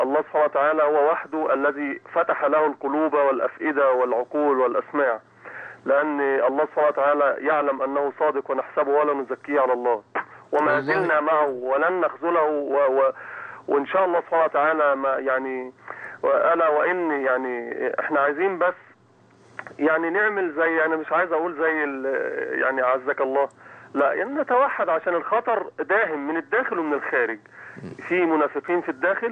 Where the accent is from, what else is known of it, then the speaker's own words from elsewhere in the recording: Egypt; فنتوحد بكل اطيافنا، بكل كمصريين